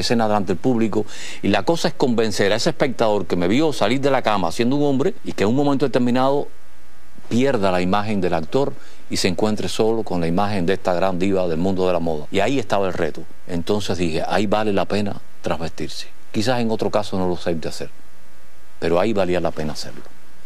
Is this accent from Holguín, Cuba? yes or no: yes; Holguín, Cuba; also born or lived in Santiago de Cuba; Nací en Santiago de Cuba. Me crié en Holguín.